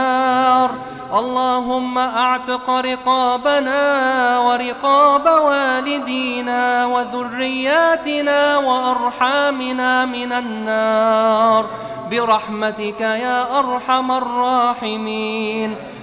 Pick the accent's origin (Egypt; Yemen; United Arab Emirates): Egypt; عن بلدنا مصر خاصة وعن سائر بلاد